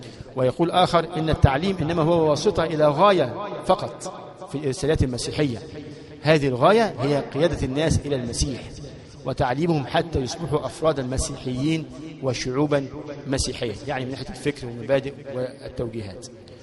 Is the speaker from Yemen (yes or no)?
no; Egypt; المدارس عندنا في مصر ثلاث أنواع